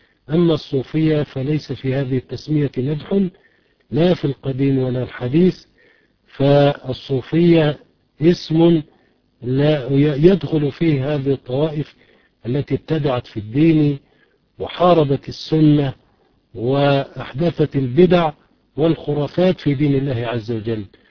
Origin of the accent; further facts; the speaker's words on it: Egypt; وهي في الغالب عندنا في مصر تحتوي على الشرك